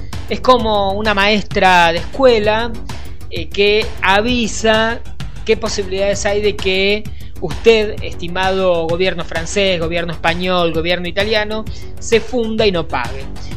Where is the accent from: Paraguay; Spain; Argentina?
Argentina; aquí en la Argentina diríamos, frente a esto, estas cosas nos pasan a nosotros que somos argentinos.